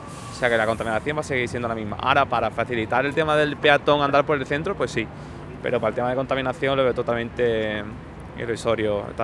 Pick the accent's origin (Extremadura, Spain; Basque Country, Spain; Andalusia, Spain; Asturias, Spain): Andalusia, Spain; Cádiz; now in Madrid, Spain; estudio aquí en Madrid, en la Autónoma, pero soy de Cádiz.